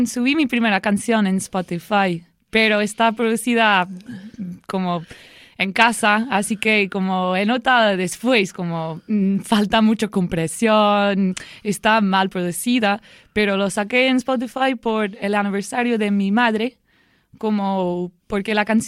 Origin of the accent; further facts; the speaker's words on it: Dublin, Leinster, Ireland; now in Barcelona, Spain; Y soy de Dublín, en Irlanda, pero vivo aquí hace 4 años y siempre fue era mi sueño vivir aquí.